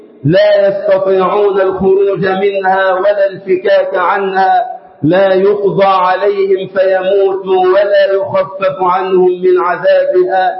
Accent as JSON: {"language": "Arabic", "country": "Egypt", "said": "اللهم اجعل بلدنا مصر أمنا أمانا وسائر بلاد"}